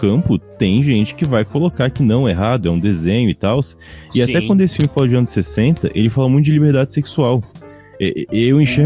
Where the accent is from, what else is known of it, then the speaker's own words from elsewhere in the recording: São Paulo, Brazil; No caso, pra eu que sou lá de São Paulo